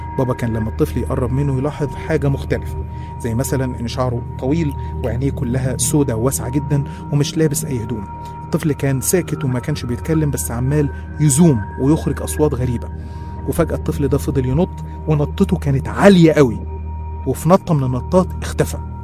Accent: Qena Governorate, Egypt; احنا أصلا من الصعيد من محافظة قنا، والمواقف اللي هحكيها دي حصلت كلها هناك

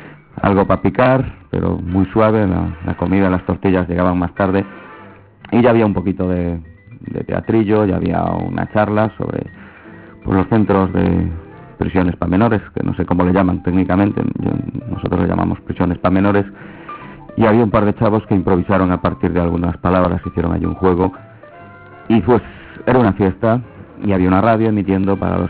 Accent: Galicia, Spain; moved away; Y aún por encima, pues tú eres extranjero aquí. Yo vengo de Galicia, de otra cultura que igual que está dentro de España podía estar en Portugal, independiente

